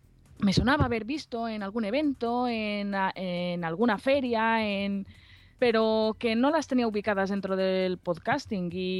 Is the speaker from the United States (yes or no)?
no; Alicante, Valencian Community, Spain; una iniciativa muy chula que se está dando aquí en mi tierra, en Alicante.